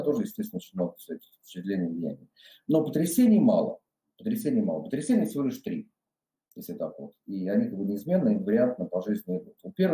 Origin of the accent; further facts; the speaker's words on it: Voronezh, Voronezh Oblast, Russia; как я сам родился в Воронеже, долгое время жил в нем. И вот в детстве, вот когда там бегали по каким-то, так сказать, заброшенным депо, паровозы